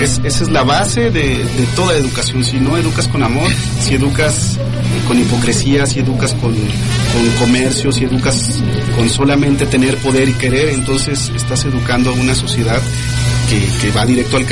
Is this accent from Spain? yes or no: no; Guadalajara, Jalisco, Mexico; Entonces, ¿qué nos pasa a nosotros como entidad, como tapatíos?